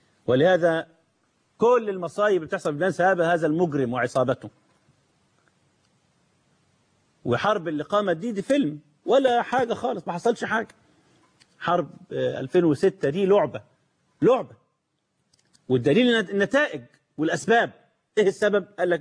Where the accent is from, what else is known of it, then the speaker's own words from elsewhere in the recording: Egypt; ده عندنا في مصر